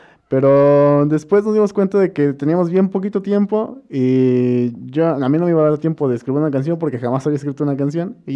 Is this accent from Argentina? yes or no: no; Amecameca, State of Mexico, Mexico; Nací en Amecameca, en el pueblito cerca del volcán, San Pedro. Ahí crecí, ahí viví, de ahí son mis padres, toda mi vida he estado aquí. Y sí, fui a la Sor Juana, como la mayoría de aquí.